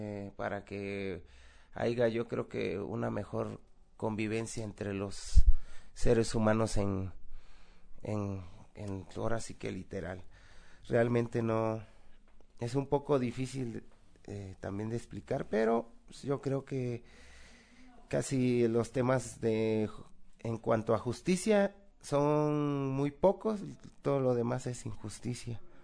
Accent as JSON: {"language": "Spanish", "region": "Veracruz", "country": "Mexico", "said": "soy del estado de Veracruz, aquí de visita en el Ocupaché"}